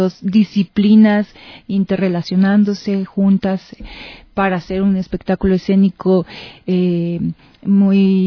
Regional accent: Mexico; Pues allá en México también hay pues igual eventos muy parecido a este

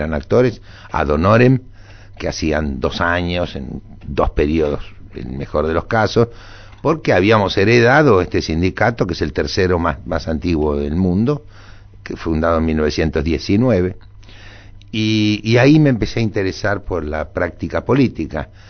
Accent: Dock Sud, Buenos Aires Province, Argentina; Porque yo me mudé, yo soy del Dock Sur. El día que cumplí 13 años me mudé al barrio de River.

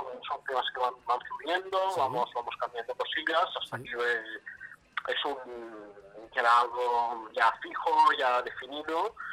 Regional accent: Manacor, Balearic Islands, Spain; somos de Manacor y no hemos hecho ningún concierto en Manacor

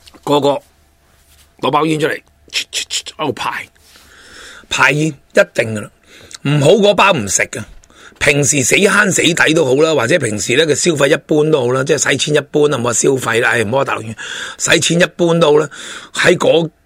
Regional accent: Hong Kong; 对于深圳嚟讲或者我对于我哋香港人嚟讲都系高收入人士

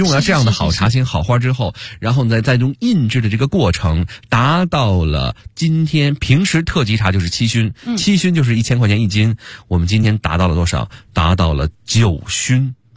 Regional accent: Beijing, China; 这个我北京人代表我们北京的这个朋友们

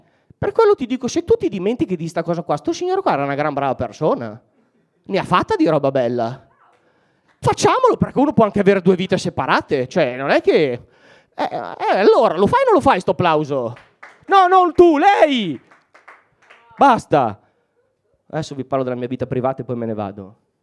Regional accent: Mantua, Lombardy, Italy; io ho un problema con le S, vengo da Mantova ma siamo quasi emiliani, quindi abbiamo un problema con la S sibilina

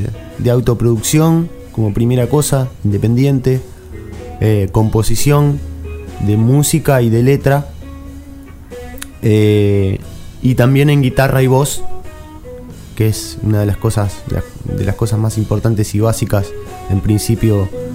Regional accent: Chascomús, Buenos Aires Province, Argentina; also born or lived in Villa de Merlo, San Luis; en principio soy un poco de Chascomús y un poco de Villa de Merlo también, que me tomó, me adoptó a los 16, 17 hasta los 25, donde me formó de muchísimas cosas, igual que Chascomús. Que es un lugar muy sano, muy natural también.

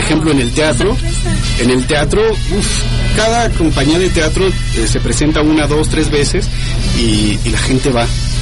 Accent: Guadalajara, Jalisco, Mexico; Entonces, ¿qué nos pasa a nosotros como entidad, como tapatíos?

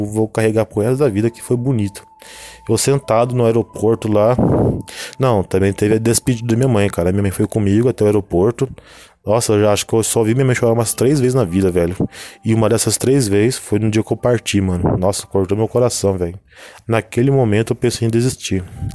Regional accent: São José dos Campos, São Paulo, Brazil; Isso porque eu sou de São José dos Campos, São Paulo, interior de São Paulo.

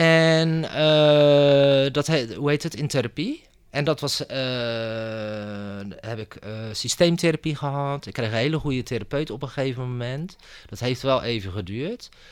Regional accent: Rotterdam, South Holland, Netherlands; Ik ben modeontwerper uit Rotterdam.

